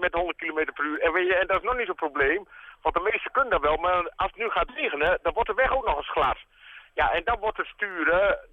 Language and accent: Dutch; Netherlands; Ja, dat denk ik, dat hebben we als Nederlanders fantastisch goed gedaan.